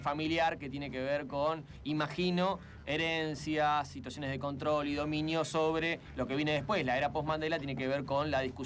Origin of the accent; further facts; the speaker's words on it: Argentina; problemas que nosotros, como Argentina, resolvimos y mal hace casi un siglo